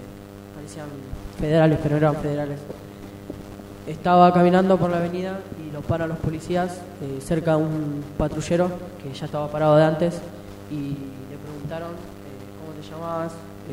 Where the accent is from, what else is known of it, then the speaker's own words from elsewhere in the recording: Valentín Alsina, Buenos Aires Province, Argentina; Soy de Valentín Alsina.